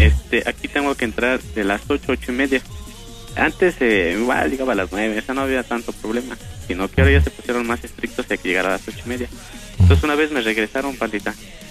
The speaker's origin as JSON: {"language": "Spanish", "town": "Ayapango", "region": "State of Mexico", "country": "Mexico", "said": "Vengo de la Sierra de los Volcanes, allá por Amecameca, en un municipio que se llama Ayapango, Estado de México."}